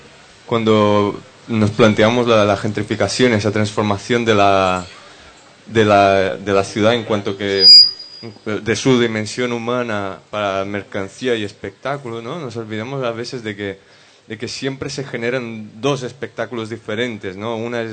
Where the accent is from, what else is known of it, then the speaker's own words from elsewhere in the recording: São Paulo, Brazil; Spanish is a second language; Yo vengo de São Paulo, en Brasil, que es una ciudad que tiene una imagen súper mala